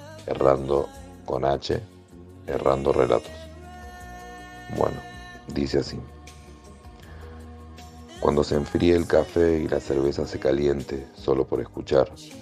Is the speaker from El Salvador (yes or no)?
no; Buenos Aires, Argentina; soy de Buenos Aires, Argentina.